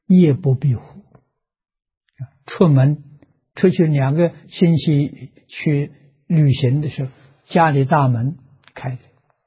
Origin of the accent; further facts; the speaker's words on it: China; 我们中国人讲啊，做一个样板给大家看看